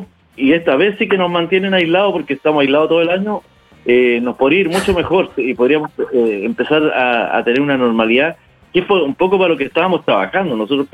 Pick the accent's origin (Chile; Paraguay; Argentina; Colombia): Chile; somos chilenos todos, pero lo quiero decir en lenguaje en pandemia